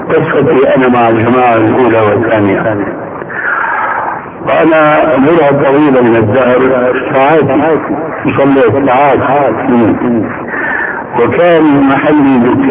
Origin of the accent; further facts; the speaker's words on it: Damascus, Damascus Governorate, Syria; وانا ربيت في دمشق وكنت ادخل